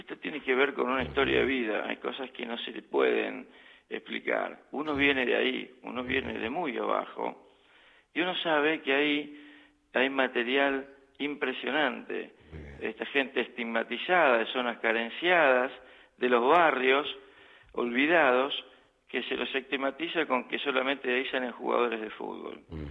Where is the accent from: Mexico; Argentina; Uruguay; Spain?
Argentina; moved away as an adult; now in Göttingen, Germany; Como científico argentino, no sé lo que es ir a buscar trabajo en el exterior, siempre me fui contratado